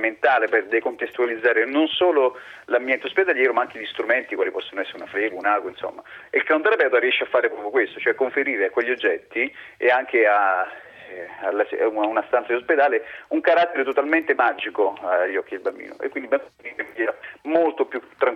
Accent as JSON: {"language": "Italian", "region": "Apulia", "country": "Italy", "said": "essendo io pugliese, quindi lo conoscevo"}